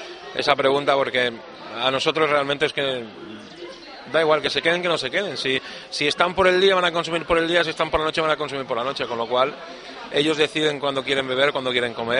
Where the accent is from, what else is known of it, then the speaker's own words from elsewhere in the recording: Mallorca, Balearic Islands, Spain; now in Lanzarote, Spain; se entiende por mi acento que no soy de la isla, soy de otra isla, soy de Mallorca, pero llevo aquí ya 22 años.